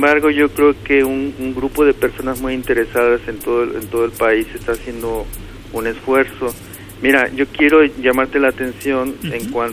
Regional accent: Mexico; de nuestra personalidad como mexicanos

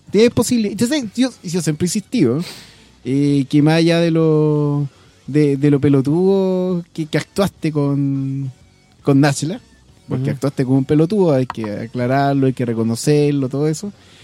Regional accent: Chuquicamata, Antofagasta, Chile; born there; Yo en verdad nunca vivo en el campo, nací en Chuquicamata

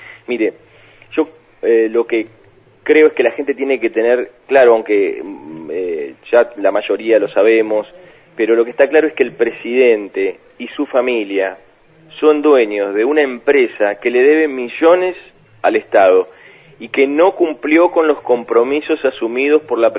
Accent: Beltrán, Río Negro, Argentina; en mi pueblo, en Beltrán, en mi casa, desde chiquito

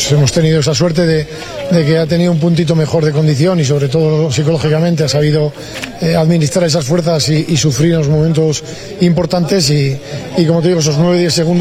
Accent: Bilbao, Basque Country, Spain; Yo soy de Bilbao, y como buen bilbaíno en la capital del mundo.

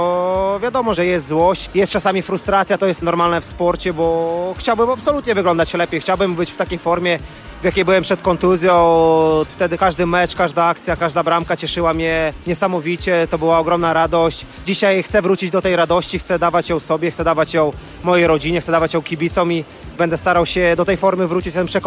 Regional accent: Białystok, Podlaskie Voivodeship, Poland; jestem z Białegostoku, żona jest z Białegostoku

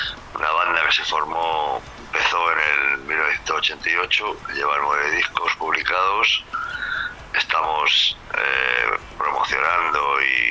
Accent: Madrid, Community of Madrid, Spain; Nosotros somos de Madrid capital, de un barrio obrero de las afueras emisoras de Madrid, vamos, del centro de la capital, de Extra Radio. Pero bueno, ahora ya no habitamos, ya nos hemos ido a las afueras a vivir donde se puede

